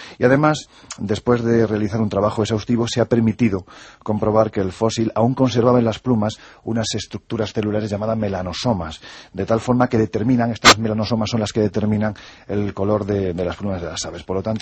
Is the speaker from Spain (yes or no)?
yes; Andalusia, Spain; Yo vuelvo a repetir, soy andaluz sin gracia, es decir, lo tengo clarísimo, ¿no?